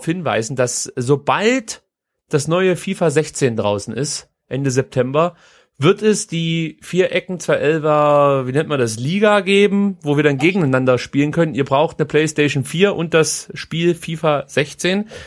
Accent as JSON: {"language": "German", "region": "Baden-Württemberg", "country": "Germany", "said": "aber da bin ich Schwabe"}